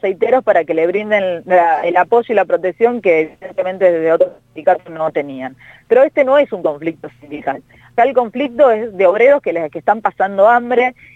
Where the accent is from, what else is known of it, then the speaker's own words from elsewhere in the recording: Rosario, Santa Fe, Argentina; yo soy rosarina